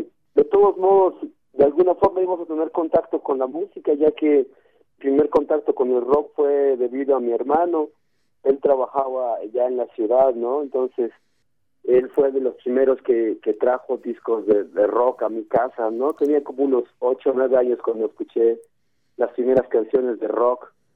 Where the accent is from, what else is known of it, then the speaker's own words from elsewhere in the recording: Chiapas, Mexico; first language Tzotzil; Spanish is a second language; la mayoría de nosotros crecimos y nacimos aquí en Chiapas, y pues nuestras mamás hablan el tzotzil.